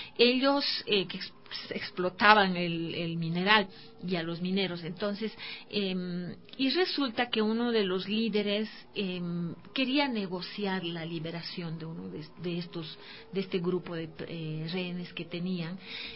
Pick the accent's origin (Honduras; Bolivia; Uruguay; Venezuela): Bolivia; en mi país, en Bolivia, hay muchas mujeres que a partir de, a pesar que yo soy minera